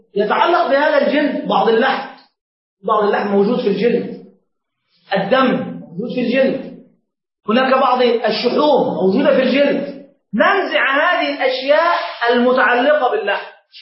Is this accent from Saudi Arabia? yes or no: no; Egypt; عندنا في مصر ما يأكلونه.